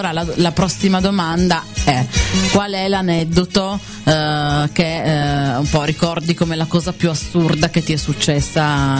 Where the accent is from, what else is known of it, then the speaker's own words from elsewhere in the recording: Turin, Piedmont, Italy; Sono di Torino. Che ci vogliamo fare?